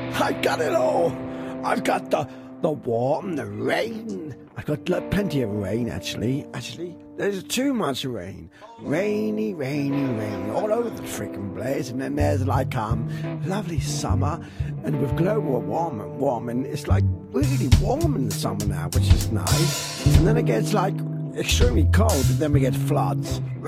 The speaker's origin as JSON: {"language": "English", "region": "England", "country": "United Kingdom", "said": "Too freaking cold? You know I'm English."}